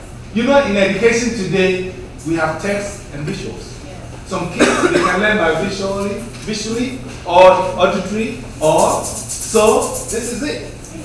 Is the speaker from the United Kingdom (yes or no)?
no; Kumasi, Ashanti, Ghana; also born or lived in Central Region; Me, I'm half. I was born in the central, but I was raised in Kumasi area. So I speak both.